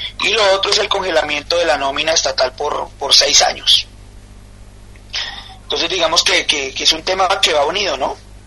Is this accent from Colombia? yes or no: yes; Colombia; Nosotros creemos, como colombianos y como sindicalistas, que esta pandemia lo que ha demostrado es que esos problemas que tenemos como países latinoamericanos